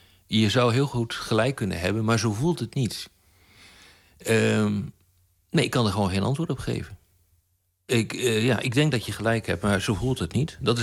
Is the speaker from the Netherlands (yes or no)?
yes; Zwolle, Overijssel, Netherlands; also born or lived in Dordrecht / Groningen / Leiden; Ik ben geboren in Dordrecht, ik ben opgegroeid in Zwolle. En vervolgens ben ik naar Groningen gegaan om te studeren. En daarna naar Leiden om verder te studeren.